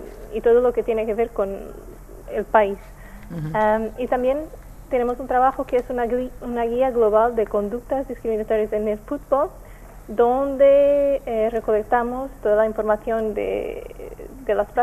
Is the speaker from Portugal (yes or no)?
yes; Portugal; Spanish is a second language; Yo soy portuguesa.